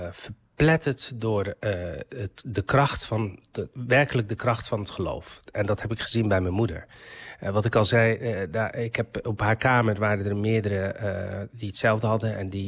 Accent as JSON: {"language": "Dutch", "country": "Morocco", "said": "want hij komt uit dezelfde streek, uit Marokko, als waar ik vandaan kom. We spreken allebei Berbers."}